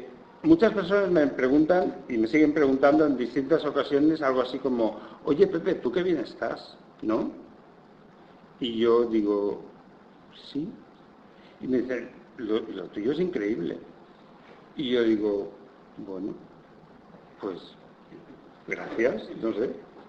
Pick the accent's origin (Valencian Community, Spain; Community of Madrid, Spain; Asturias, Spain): Valencian Community, Spain; Benissa; en un pueblecito al lado de mi pueblo, que es Benissa, en Alicante